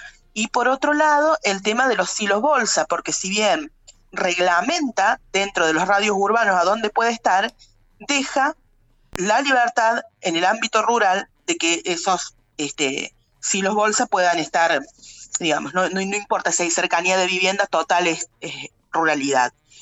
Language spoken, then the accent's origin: Spanish; Estación Juárez Celman, Córdoba, Argentina; yo soy de Estación Juárez Celman